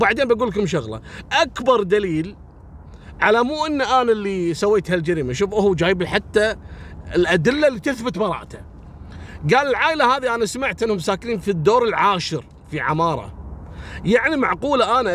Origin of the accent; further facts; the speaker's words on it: Kuwait; احنا نسميها مصبغة عندنا في الكويت